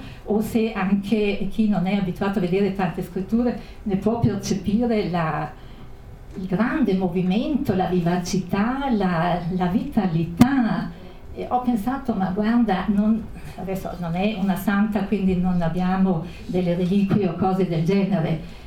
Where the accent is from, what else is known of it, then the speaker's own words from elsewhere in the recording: Brixen, Trentino-Alto Adige, Italy; io anch'io sono di Bressanone